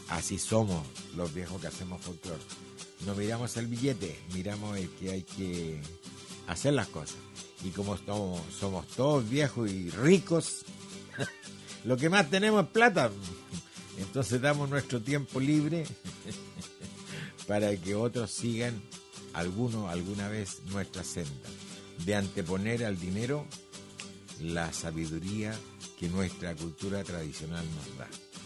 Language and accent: Spanish; Chile; habemos como dos chilenos invitados a este magno evento.